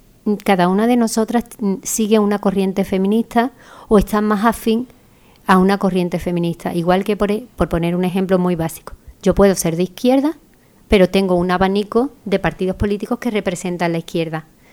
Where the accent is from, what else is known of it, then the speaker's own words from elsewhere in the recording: Andalusia, Spain; nosotras como buenas andaluzas la empezamos con Jaleo